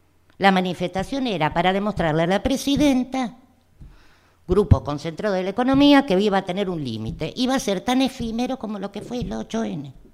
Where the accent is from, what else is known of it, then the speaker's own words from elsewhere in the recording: Argentina; Soy docente argentina.